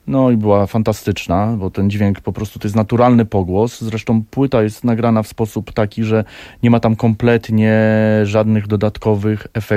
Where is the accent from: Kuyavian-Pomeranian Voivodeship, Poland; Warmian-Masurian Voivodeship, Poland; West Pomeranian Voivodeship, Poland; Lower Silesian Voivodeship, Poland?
West Pomeranian Voivodeship, Poland; Szczecinek; Ja pochodzę ze Szczecinka, czyli urodziłem się w Szczecinku i wychowywałem w tamtych terenach.